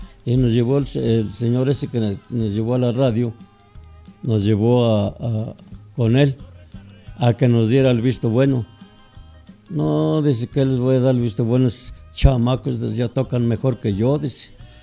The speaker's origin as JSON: {"language": "Spanish", "region": "Huasteca", "country": "Mexico", "moved": "yes", "lives_now": "Mexico City, Mexico", "said": "Pues yo soy de la Huasteca."}